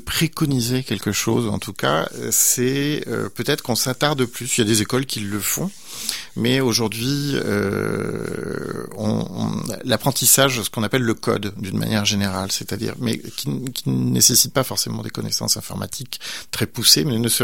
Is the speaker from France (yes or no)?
yes; France; moved away; moi, je viens de France, je suis immigrant français.